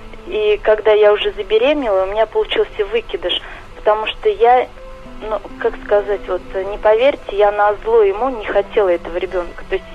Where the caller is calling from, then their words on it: Saratov, Saratov Oblast, Russia; Да, я из Саратова.